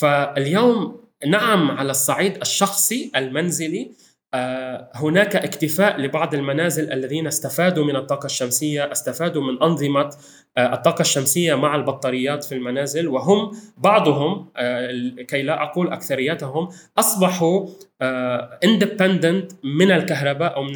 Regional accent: Lebanon; هذه السنة الثالثة التي نحن موعودون كلبنانيين باستجرار الغاز من مصر

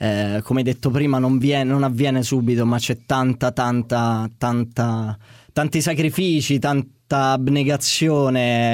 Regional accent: Villa Magna, Abruzzo, Italy; moved away as an adult; now in Rome, Italy; Villa Magna è un paesino che sta in collina. Poi la mia famiglia ha un'attività in montagna, quindi sì, sono le mie due case, diciamo. A 18 anni sono arrivato a Roma

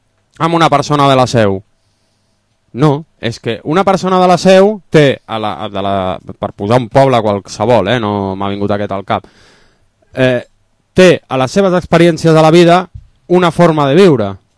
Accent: Barcelona, Catalonia, Spain; born there; Si jo si sóc català o barceloní, és per, entre altres motius, perquè he nascut aquí. En una regió que la gent li diu Catalunya.

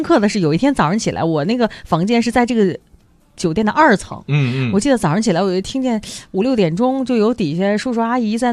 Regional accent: Beijing, China; 我在小的时候在北京

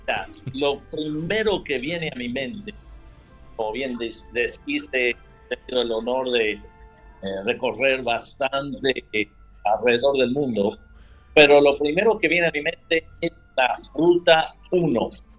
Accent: Argentina; also born or lived in California, United States; Aunque me crié en la Argentina, nací en California y después también pastoreé 18 años en California, así que vivíamos a unos minutos de la Ruta 1.

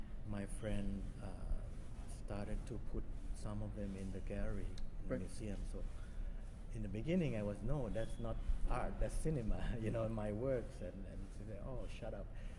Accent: Thailand; in Thailand? Yes, in my hometown.

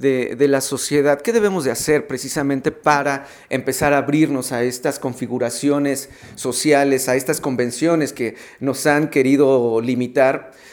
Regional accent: Mexico; como lo que somos los mexicanos?

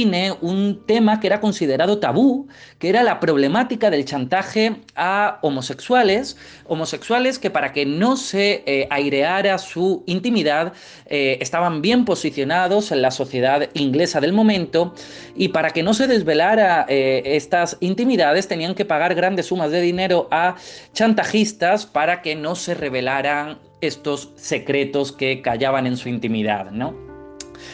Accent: Torremolinos, Andalusia, Spain; Yo soy de Torremolinos, ese pueblo con tanta historia, más que la de Sol y Playa y las Suecas, ese pueblo tan encantador de la Costa del Sol malagueña.

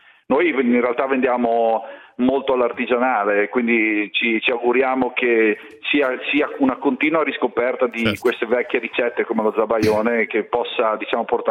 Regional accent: Friuli-Venezia Giulia, Italy; io sono friulano, dalle mie parti si è sempre chiamata fragola

